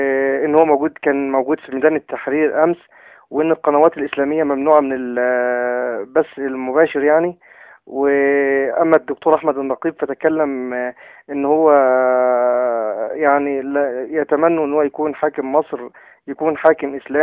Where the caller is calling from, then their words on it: Saudi Arabia; انا بكلمك الان من السعوديه يا شيخنا